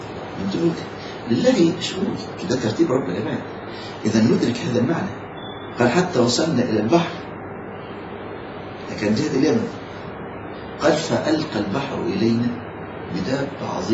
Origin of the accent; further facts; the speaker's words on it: Egypt; بياخدوا جبال الرمان عندنا في مصر